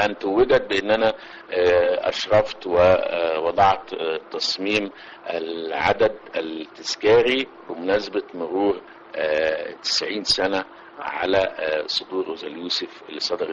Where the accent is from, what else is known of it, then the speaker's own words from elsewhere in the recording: Cairo, Cairo Governorate, Egypt; also born or lived in Girga / Suez; انا من اصلا من الصعيد، يعني الاصل صعيدي من جرجه محافظه السؤال، لكني تربيت في فتره في القاهره، ثم في حريق القاهره انتقلنا الى السويس، وعشت في السويس من قبل سنه 51 يعني لغايه الهجره، لكن ما زلنا مرتبطين بالسويس